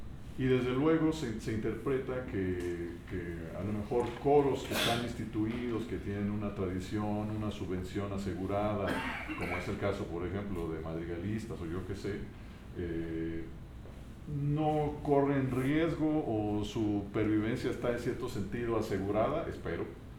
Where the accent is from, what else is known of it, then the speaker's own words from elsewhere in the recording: Morelia, Michoacán, Mexico; la existencia del movimiento coral que tradicionalmente se dice que existe en Morelia, por lo menos, que es de donde yo soy